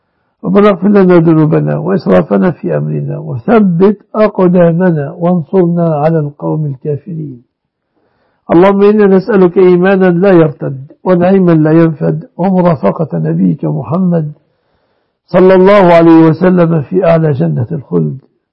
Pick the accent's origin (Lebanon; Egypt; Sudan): Egypt; اللهم احفظ بلادنا مصر وسائر بلاد المسلمين آمنة مطمئنة يا رب العالمين.